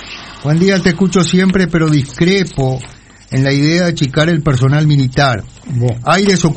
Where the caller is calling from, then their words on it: Durazno, Uruguay; de Durazno, saludo